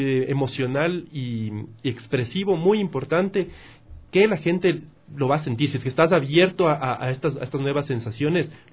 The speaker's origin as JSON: {"language": "Spanish", "country": "Ecuador", "said": "Yo soy ecuatoriano."}